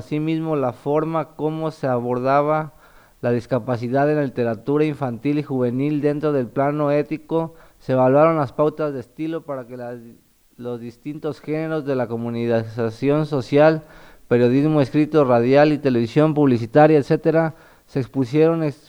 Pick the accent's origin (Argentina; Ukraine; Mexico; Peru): Mexico; also born or lived in Puerto Vallarta / United States; now in Chile; Soy mexicano, pero he vivido en Puerto Vallarta, en Estados Unidos, y ahorita llevo ya 3 años aquí en Chile. Mi mamá es chilena, o sea, más chileno de corazón que los nopales.